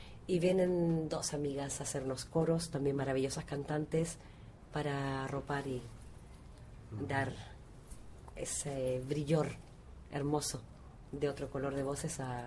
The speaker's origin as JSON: {"language": "Spanish", "region": "Valparaíso", "country": "Chile", "said": "De Valparaíso, chilena."}